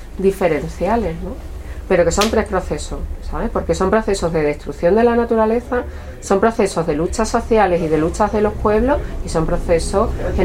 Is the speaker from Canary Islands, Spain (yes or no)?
no; Andalusia, Spain; que nos siguen mirando como andaluces con desprecio cuando salimos de despeñeperros casi